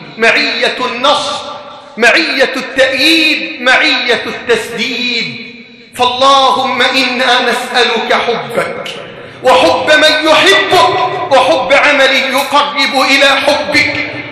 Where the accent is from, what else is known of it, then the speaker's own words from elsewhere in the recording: Egypt; أن تجعل بلدنا مصر واحدا للأمن والأمان